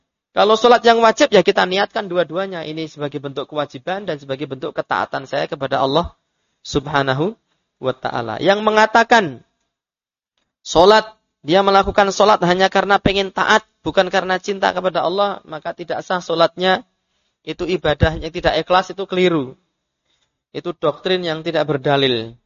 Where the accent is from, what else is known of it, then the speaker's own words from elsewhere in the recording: Bayat, Central Java, Indonesia; Karena saya kan orang Selatan kan gitu. Rumah saya kan Bayat, dekat dengan Gunung Kidul.